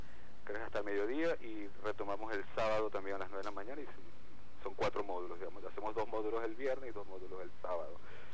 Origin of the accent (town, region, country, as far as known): Venezuela